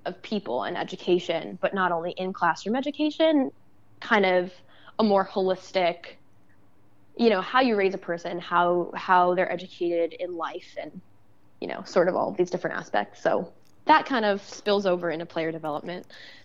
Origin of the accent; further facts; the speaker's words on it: Staten Island, New York, United States; I grew up in Staten Island, New York. So technically part of New York City.